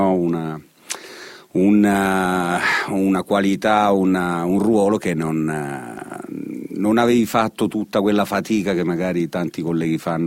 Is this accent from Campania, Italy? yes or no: no; Oppido Lucano, Basilicata, Italy; io sono nato a Oppido Lucano, in provincia di Potenza, che si trova in effetti a metà strada tra Potenza e Matera. Sono nato in un paesino molto particolare